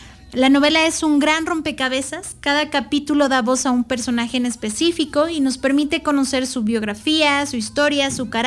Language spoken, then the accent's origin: Spanish; Mexico; cómo es que como mexicanos nos hemos estado conformando